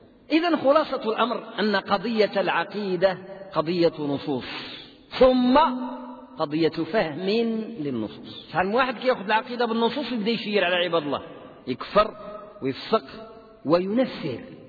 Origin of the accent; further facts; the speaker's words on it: Morocco; كان عندنا في المغرب علماء يملؤون الدنيا